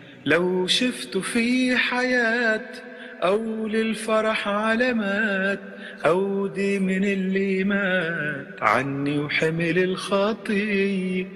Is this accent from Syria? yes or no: yes; Syria; وانا سوري بعدني كنت بسفر جاي من سان دييغو وسايقين على الطريق